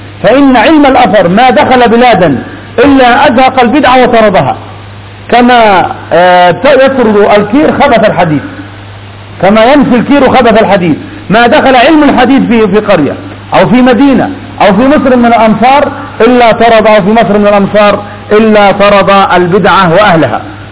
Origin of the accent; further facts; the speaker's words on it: Yemen; أما عندنا في اليمن فنحمد الله عز وجل على هذه النعمة